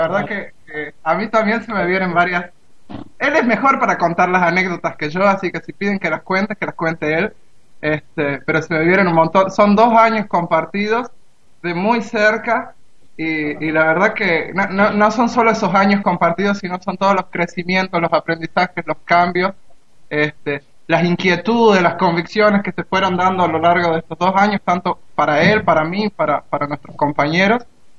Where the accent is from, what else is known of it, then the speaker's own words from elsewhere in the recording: Tucumán, Argentina; Yo soy de Tucumán, Argentina.